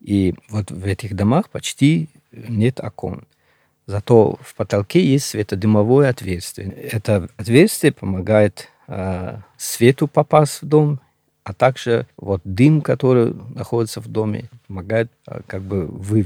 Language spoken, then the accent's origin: Russian; Gorno-Badakhshan, Tajikistan; Да, да, я родился на Памире, вырос там.